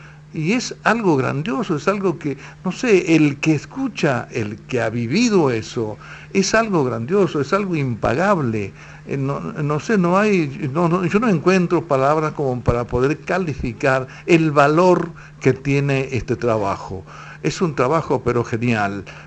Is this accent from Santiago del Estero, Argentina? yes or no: yes; San Ramón, Santiago del Estero, Argentina; Yo tengo 69 años y soy oriundo de Santiago, especialmente de La Banda, en un pueblito que está alejado de La Banda que se llama San Ramón.